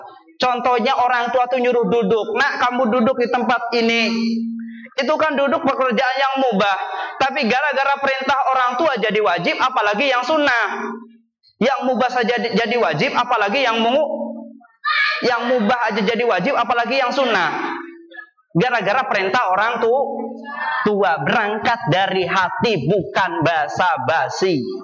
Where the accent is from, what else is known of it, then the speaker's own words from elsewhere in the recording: West Java, Indonesia; Saya itu orang Sunda, enggak ngerti tiker.